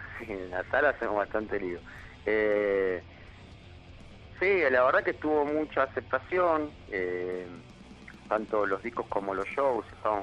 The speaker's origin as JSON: {"language": "Spanish", "town": "Guanguelén", "region": "La Pampa", "country": "Argentina", "tie": "born there", "said": "Nosotros ya vivíamos acá en Capital, y mi papá la llevó a mi mamá para tener familia allá, así que los dos somos de Guanguelén."}